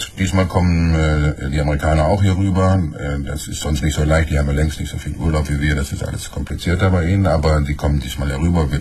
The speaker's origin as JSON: {"language": "German", "region": "North Rhine-Westphalia", "country": "Germany", "said": "Gucken Sie mal, ich komme aus dem Ruhrgebiet. Und im Ruhrgebiet ist noch eine Menge zu tun."}